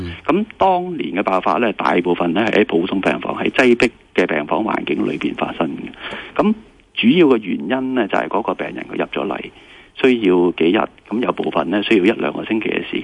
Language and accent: Cantonese; Hong Kong; 咁呢個我哋香港作為香港人呢一定要小心。